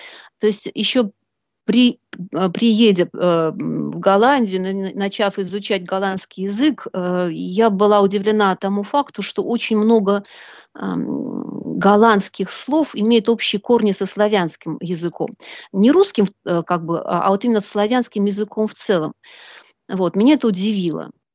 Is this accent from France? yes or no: no; Belarus; moved away as an adult; also born or lived in Urals, Russia; now in Netherlands; Если вкратце, то можно начать с Урала, откуда я родом. В младенчестве меня родители привезли в Белоруссию, где я выросла и сформировалась как личность, закончила Белорусский государственный университет, получила два образования – историка и психолога. Ну а потом судьба взяла меня за ручку и перевезла в Голландию.